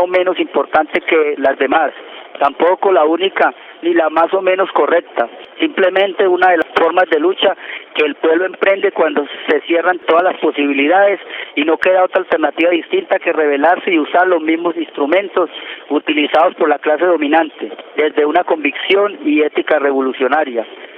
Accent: Colombia; Como muchos colombianos herederos de Camilo, reivindicamos su pensamiento

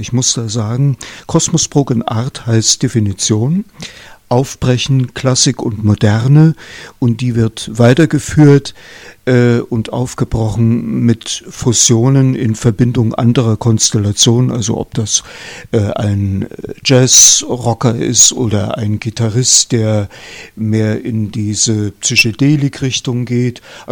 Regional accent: Leipzig, Saxony, Germany; Ja, also ich komme aus Leipzig und habe Musik und Schauspiel studiert

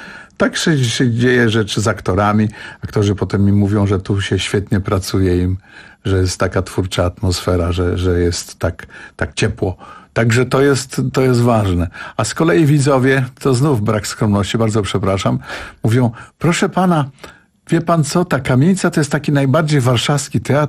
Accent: Warsaw, Masovian Voivodeship, Poland; ponieważ jestem warszawiakiem od wielu pokoleń

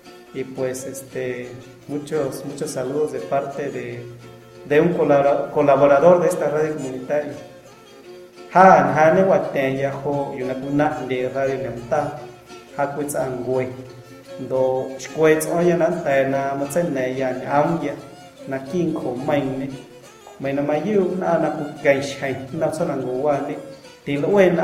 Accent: Guerrero, Mexico; first language Amuzgo; Spanish is a second language; yo hablo, la musgo es mi lengua materna. Y para poder comunicar algunas ideas que yo tengo, tuve que aprender a hablar en español.

